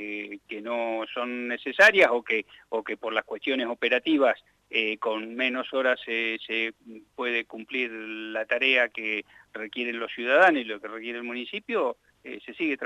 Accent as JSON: {"language": "Spanish", "town": "Santa Rosa", "region": "La Pampa", "country": "Argentina", "said": "somos todos de Santa Rosa, relaciones de familia"}